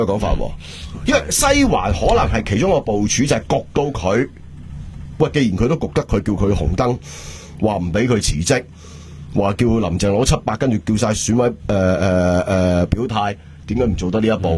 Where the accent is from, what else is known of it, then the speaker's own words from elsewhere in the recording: Hong Kong; 你大镬过我香港人啊！